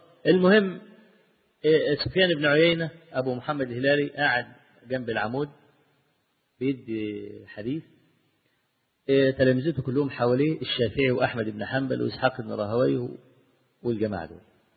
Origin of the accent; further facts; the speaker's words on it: Egypt; أنا مصري المصر وشافعي، فأنا لا ما تمذهبت للشافعي الحقيقة، أنا جل يعني ما أذهب إليه في مذهب الإمام أحمد بن حنبل،